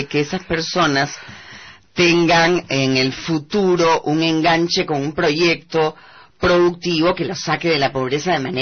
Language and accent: Spanish; Peru; Claro, como peruanos y peruanas no podemos dejar de alegrarnos por cada peruano